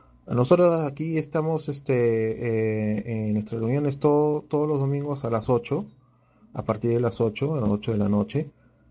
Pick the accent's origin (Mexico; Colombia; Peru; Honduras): Peru; Y como peruanos debemos estar unidos, ¿no?